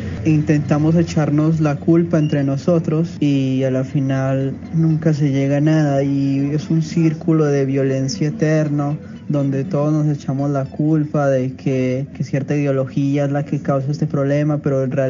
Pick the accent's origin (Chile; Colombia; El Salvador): Colombia; somos una sociedad muy indiferente como colombianos